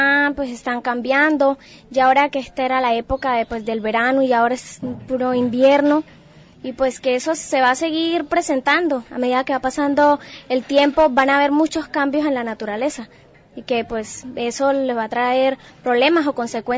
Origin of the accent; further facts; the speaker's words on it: La Gloria, Cesar, Colombia; vengo del municipio de La Gloria.